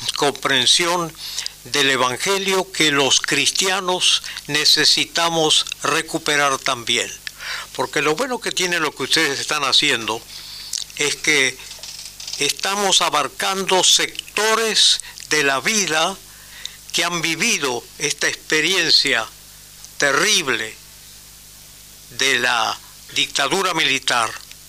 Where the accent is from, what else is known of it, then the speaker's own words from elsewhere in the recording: Rosario, Santa Fe, Argentina; now in Buenos Aires, Argentina; Nosotros venimos de Rosario, somos como unos cuatro mosqueteros que hemos llegado con de distintos trasfondos religiosos, culturales, familiares, personales